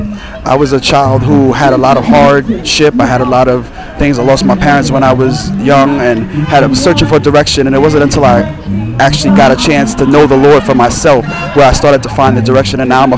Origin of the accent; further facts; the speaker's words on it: Brooklyn, New York, United States; I'm from Brooklyn, New York. This is actually my home church that's putting it together.